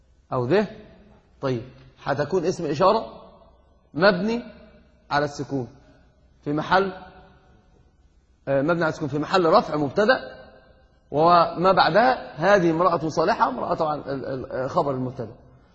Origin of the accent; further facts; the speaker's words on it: Egypt; أنا قلت لك حتى عندنا في مصر يقول ده دي هات ديت،